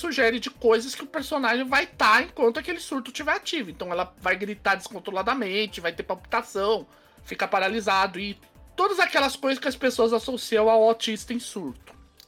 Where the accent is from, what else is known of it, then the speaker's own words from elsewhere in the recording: São Paulo, Brazil; Sou de São Paulo, isso dá gatilho em mim também.